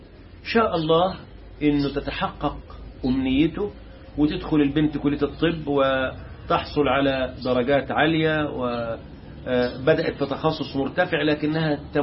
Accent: Egypt; عندنا في مصر وطلعها فرنسا

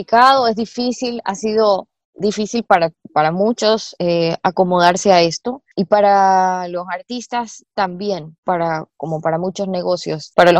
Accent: Ecuador; nosotros como latinos, o nosotros en Ecuador, no estamos muy acostumbrados a pagar por internet

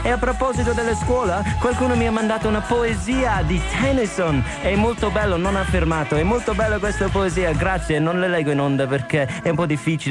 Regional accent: Ireland; Italian is a second language; io non sono l'unico straniero che lavora in questa stazione, io sono irlandese

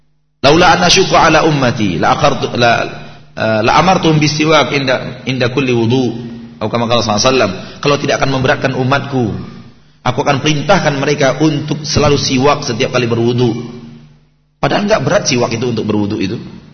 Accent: Bukittinggi, West Sumatra, Indonesia; Ya kampungnya di Kebumen misalnya, yang kampungnya di Garut, yang kampungnya di mana-mana gitu. Kalau saya di Bukit Tinggi.

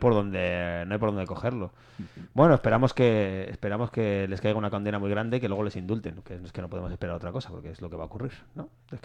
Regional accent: Spain; porque yo soy un ciudadano del mundo y eso significa que soy español.

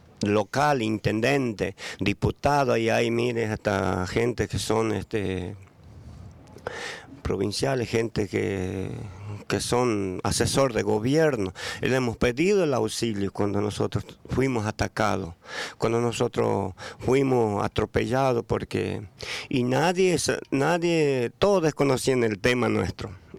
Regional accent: Chaco, Argentina; Yo soy argentino, soy nacido y criado, nacido y malcriado, como se dice el dicho, en la zona chaqueña, en la criolla.

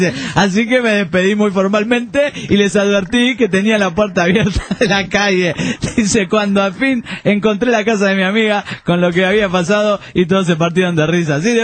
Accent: Viña del Mar, Valparaíso, Chile; Soy chileno de Viña del Mar.

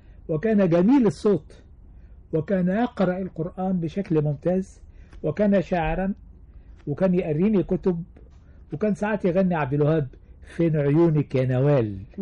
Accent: Kafr El Sheikh Governorate, Egypt; فابتديت اتصالح على اسم النطاف، وابتديت احب قريتي الجميلة.

